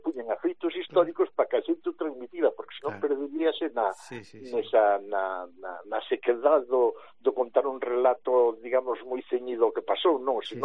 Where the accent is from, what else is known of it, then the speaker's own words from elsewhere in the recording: Galicia, Spain; somos todos de orixe, somos galegos, evidentemente